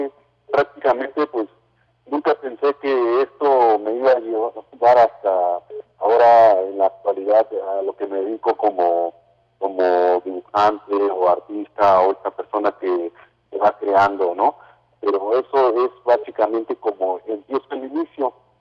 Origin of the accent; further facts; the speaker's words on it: Oaxaca, Mexico; first language Mazatec; Spanish is a second language; les acabo de saludar en mi lengua materna, que es el mazateco del estado de Oaxaca.